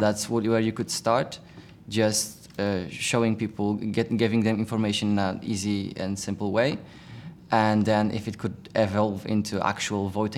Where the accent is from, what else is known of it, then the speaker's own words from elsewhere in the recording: Poland; I'm from Poland.